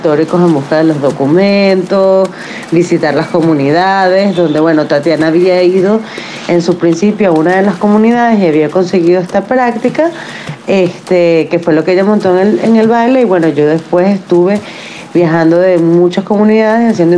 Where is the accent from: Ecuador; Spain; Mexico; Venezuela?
Venezuela; now in United States; soy cineasta venezolana, ahora radicada en Estados Unidos.